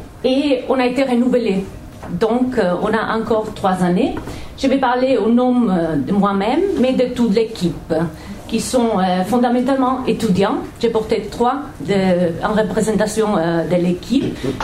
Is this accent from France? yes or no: no; Catalonia, Spain; first language Catalan; French is a second language; je suis espagnole, catalane. Et donc, si je parle catalan